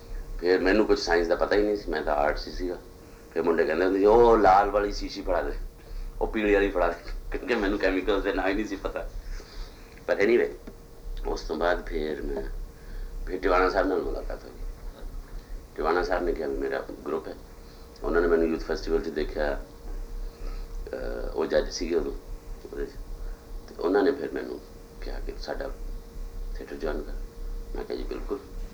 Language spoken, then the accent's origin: Punjabi; Patiala, Punjab, India; also born or lived in Ambala; ਮੈਂ ਜੰਮਿਆ ਤਾਂ ਸੀਗਾ ਅੰਬਾਲੇ, ਅਤੇ ਉਸ ਤੋਂ ਬਾਅਦ ਮੈਂ ਅੰਬਾਲਾ ਕਹਿੰਦਾ ਨਹੀਂ, ਮੈਂ ਕਹਿੰਦਾ ਪਟਿਆਲਾ ਹੀ, ਕਿਉਂਕਿ ਮੈਂ ਰਿਹਾ ਪਟਿਆਲੇ, ਪਿੰਡ ਰਿਹਾ, ਫਿਰ ਕਾਲਜ ਵੀ ਉੱਥੇ ਪਟਿਆਲੇ ਕੀਤਾ।